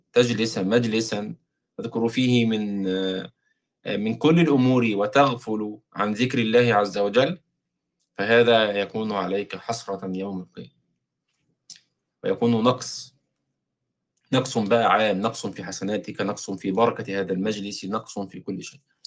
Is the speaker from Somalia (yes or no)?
no; Egypt; زي ما يسموه بقى عندنا في مصر، بنسميه شال يعني.